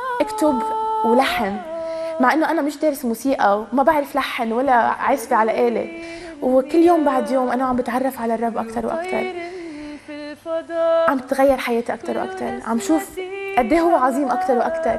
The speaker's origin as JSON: {"language": "Arabic", "country": "Lebanon", "said": "أنا من لبنان عمري 23 سنة"}